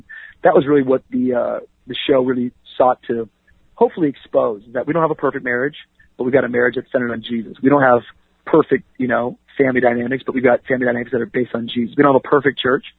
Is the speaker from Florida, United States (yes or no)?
yes; Miami, Florida, United States; also born or lived in Tacoma; me growing up in Tacoma, me growing up in Miami, that's kind of where all my formative years happened. I, you know, elementary and junior high was in Washington, and then high school and up until now I've been in Miami.